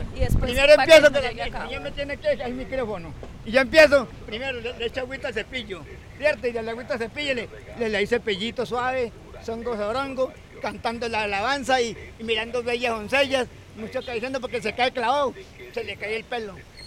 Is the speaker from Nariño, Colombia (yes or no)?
no; Cali, Valle del Cauca, Colombia; Ah, caleño, yo también soy caleño.